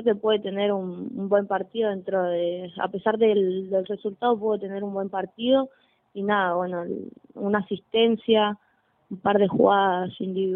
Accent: Ezeiza, Buenos Aires Province, Argentina; Yo soy de Ezeiza y yo entreno con Primera en Coronado.

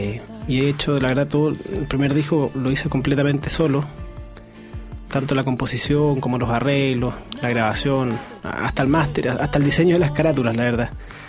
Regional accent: Santiago, Santiago Metropolitan Region, Chile; Somos todos de Santiago.

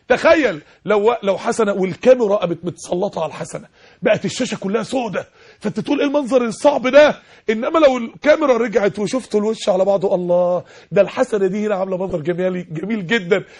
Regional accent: Egypt; عندنا في مصر 16 مليون عانس ومطلقة

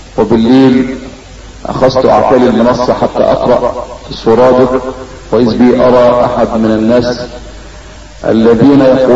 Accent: Tukh Masjid, Gharbia, Egypt; ولقد التقيت به في قريتنا وهي قرية طوخ مسجد مركز الصنطة محافظة الغربية سنة 86

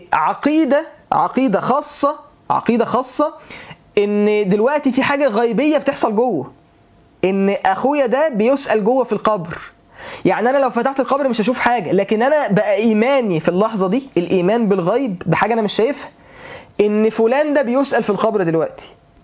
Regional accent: Mansoura, Dakahlia, Egypt; حضرت جنازه شباب في عندنا في المنصوره

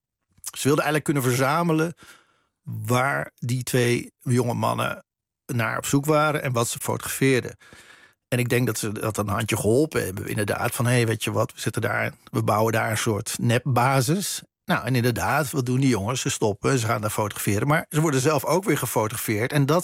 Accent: Netherlands; Want ze wisten dat ik uit Nederland kwam.

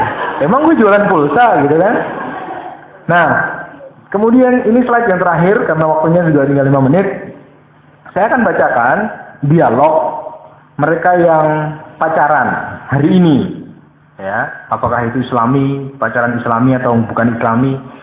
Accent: Java, Indonesia; Di dalam Islam, di dalam adat kita sebagai orang Jawa

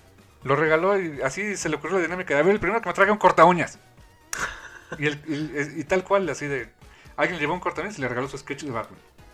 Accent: Veracruz, Mexico; Por ejemplo, yo soy de Veracruz.

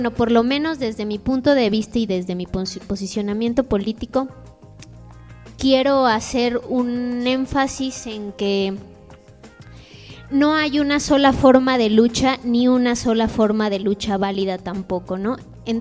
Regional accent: Mexico; ¿a qué tenemos acceso realmente como mexicanos o como miembros de un país?

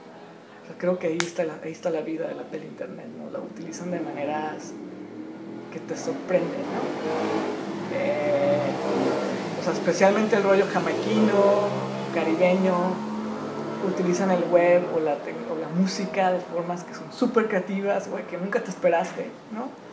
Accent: Tijuana, Baja California, Mexico; yo, como mexicano de Tijuana, así medio gringado, en el mal sentido de la palabra

